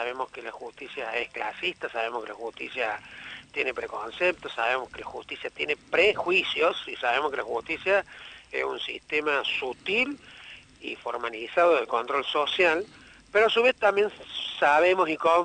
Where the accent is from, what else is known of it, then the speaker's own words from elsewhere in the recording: Argentina; conmigo en particular se ensañaron por que soy argentino